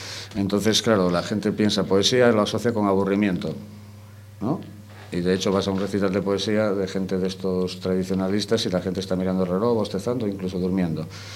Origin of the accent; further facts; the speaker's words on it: Asturias, Spain; Yo soy asturiano